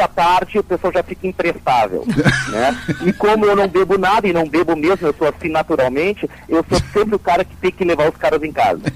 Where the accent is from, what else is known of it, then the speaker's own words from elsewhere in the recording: Italy; como sou italiano